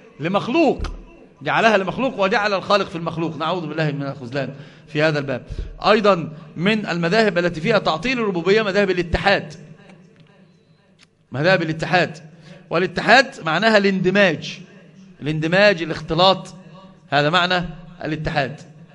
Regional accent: Egypt; الحمد لله ما فيش حد عندنا في مصر بيقول بذلك

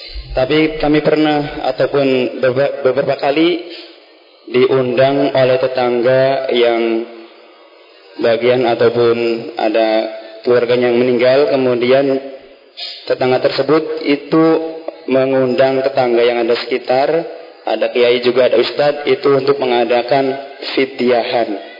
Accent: Astana Japura, West Java, Indonesia; Saya dari Astana Japura aslinya, punya mertua ataupun istri orang Talun, adatnya seperti itu sama.

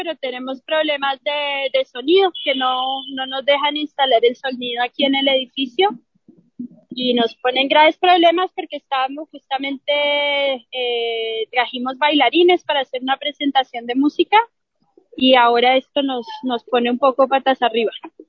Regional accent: Colombia; moved away; Yo en lo personal también salí por violencia, y muchas veces me planteo el volver a Colombia, pero una de las cosas que me retiene es la violencia de mi país

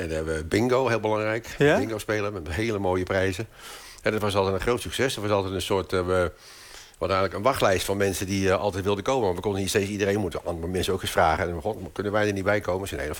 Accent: Rotterdam, South Holland, Netherlands; Dus heb ik Amsterdam, waar we dus zijn, en Rotterdam, waar ik vandaan kom

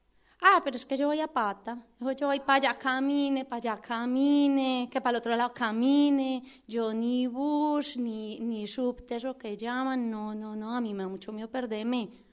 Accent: Colombia; Ay, sí, soy colombiana. Sí, se nota mucho. Ay, mira, tan charro. Yo pensé que ya no se notaba nada porque llevo mucho tiempo por aquí en el sur.

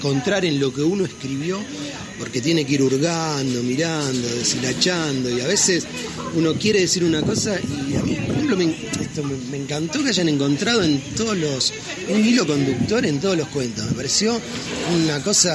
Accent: Rosario, Santa Fe, Argentina; yo vengo de Rosario.

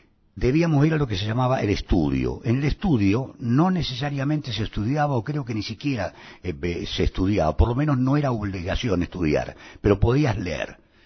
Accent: Buenos Aires, Argentina; born there; Físicamente nací en Buenos Aires, en Palermo, pero fui engendrado en San Pedro, que creo que no es un dato menor para establecer los orígenes de una persona. Y toda mi familia es de San Pedro.

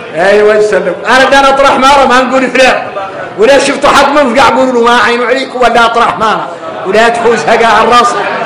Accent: Mauritania; انا موريتاني

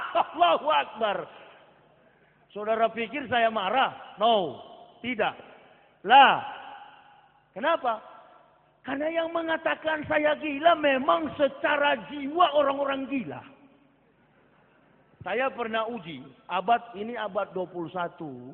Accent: Manado, North Sulawesi, Indonesia; Saya orang Manado asli. Asli kafir, begitu.

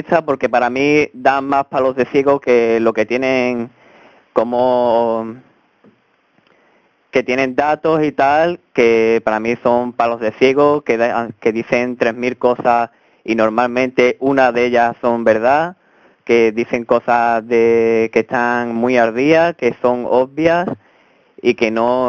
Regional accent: Sanlúcar de Barrameda, Andalusia, Spain; Yo de Sanlúcar, Cádiz, Andalucía.

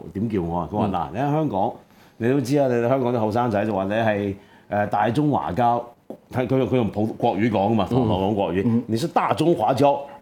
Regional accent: Taiwan; also born or lived in Hong Kong; 因為我台灣長大嘛，即係我香港出世啦。但其實我真係好勁喎，講起香港人啲資格，我都算好老資格。我係第四代嘅，

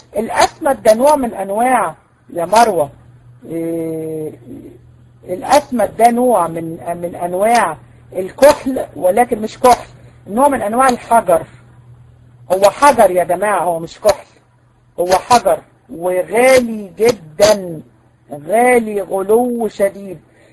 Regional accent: Egypt; اه موجوده عندنا في مصر.

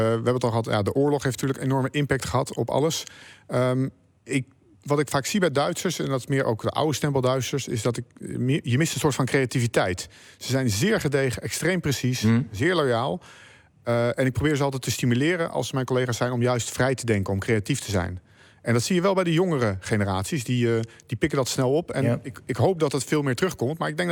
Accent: Delft, South Holland, Netherlands; Ik ben zelf Delftenaar.

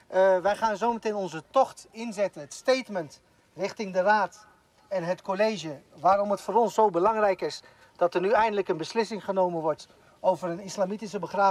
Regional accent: Amersfoort, Utrecht, Netherlands; Dus wij zijn ook Amersfoorters, recht om ook begraven te worden in onze stad.

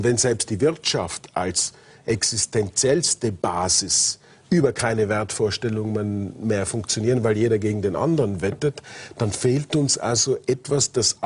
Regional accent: Austria; Gut, wir als Österreicher könnten uns vielleicht

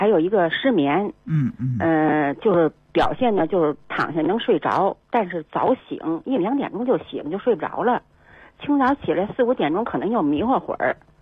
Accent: Beijing, China; 我是北京人，我今年72岁了。

